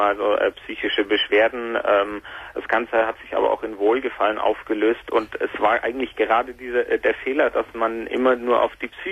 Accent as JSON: {"language": "German", "town": "Nuremberg", "region": "Bavaria", "country": "Germany", "said": "Also ich komme aus Nürnberg und keine Familie, niemand"}